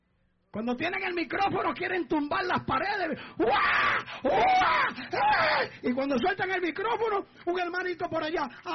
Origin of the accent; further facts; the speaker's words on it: Puerto Rico; Yo digo que ahora los mexicanos ahí debo estar yo, que soy puertorriqueño.